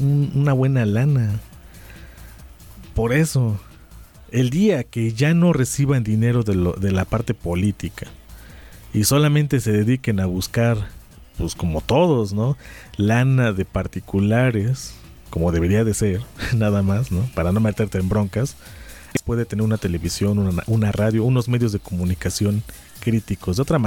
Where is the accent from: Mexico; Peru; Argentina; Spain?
Mexico; Puebla; No tiene ni idea lo que necesitamos como poblanos.